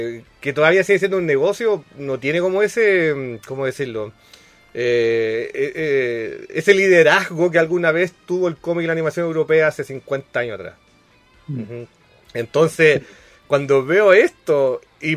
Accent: Chile; yo soy el weón más feliz del mundo como chileno que eso sea un producto hecho acá

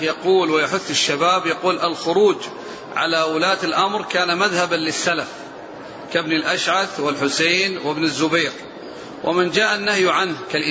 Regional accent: Libya; أنا من ليبيا، وقد حدد الناس يوم الأربعاء أو الخميس للخروج للمظاهرات في الشوارع

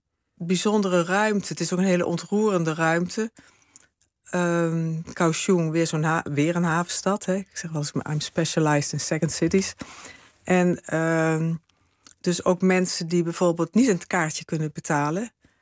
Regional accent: Limburg, Netherlands; ja, ik kom uit Zuid-Limburg en daar ben ik geboren.

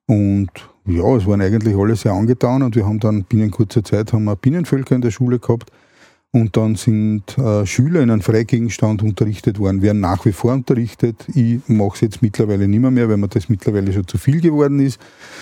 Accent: Vienna, Austria; dass wir aufs Land gezogen sind, also ich komme ursprünglich aus Wien, sind dann aufs Land gezogen

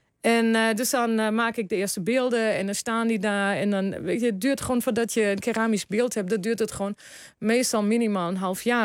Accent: Germany; now in Netherlands; In 92 naar Nederland gekomen.

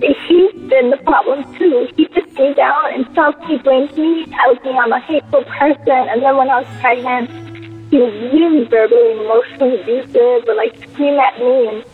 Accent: Jamaica; and I'm actually from Jamaica.

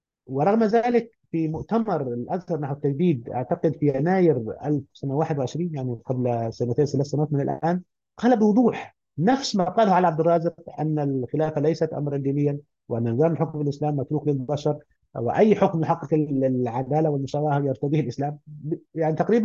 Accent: Upper Egypt, Egypt; انا رجل من الصعيد واعي تركيبه البيئه الصعيديه

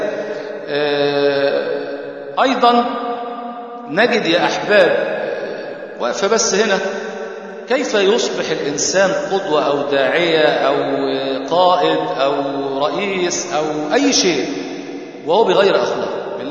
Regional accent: Egypt; بيحبوا يختموا القرآن زي عندنا في مصر ليلة 27

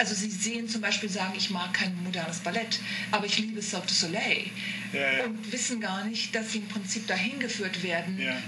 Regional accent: Bonn, North Rhine-Westphalia, Germany; ich bin aus Bonn. Also aus der Bonn-Kölner Gegend.

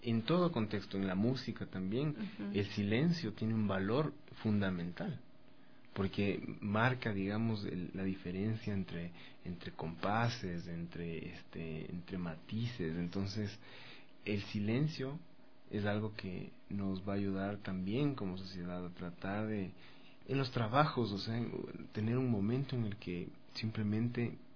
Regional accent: Ecuador; Empecemos como a redescubrir ese valor que teníamos como sociedad, como ecuatorianos, ¿no?

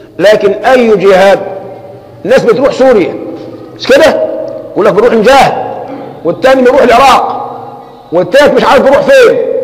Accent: Egypt; كان سلاحنا كمصريين أقل من سلاح عدونا

